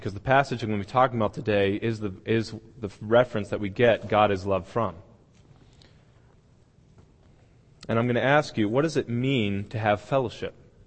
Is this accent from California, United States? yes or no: no; Hartford, Connecticut, United States; born there; I was born in New England, which is the northeastern section of the United States. I was born in Hartford, Connecticut.